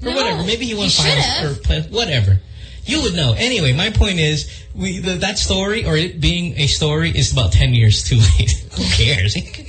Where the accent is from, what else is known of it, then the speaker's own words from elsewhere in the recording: Philippines; Of course, we all love him. He's one of ours. We do, being Filipino and everything.